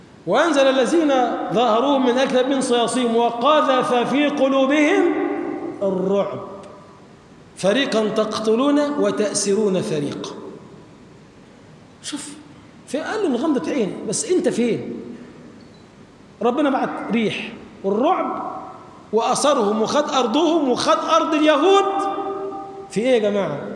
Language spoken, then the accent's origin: Arabic; Egypt; اللهم اجعل بلدنا مصر بلدا آمنا مطمئنا سخاء رخاء